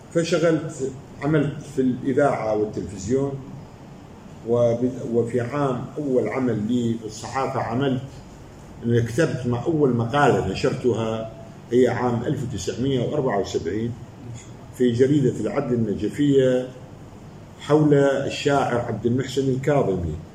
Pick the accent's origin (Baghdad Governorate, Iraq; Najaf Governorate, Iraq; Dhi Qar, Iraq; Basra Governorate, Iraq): Baghdad Governorate, Iraq; Baghdad; أنا ولدت في بغداد في محلة اسمها القشل في رصافة بغداد. طفولتي كانت مثل حلم جميل، كانت بغداد متكافلة متضامنة مع بعضها.